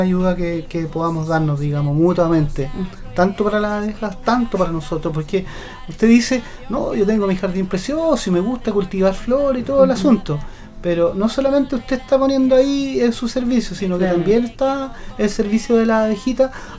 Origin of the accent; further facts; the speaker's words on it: Concepción, Biobío, Chile; Yo soy de Nonguén y como no era del campo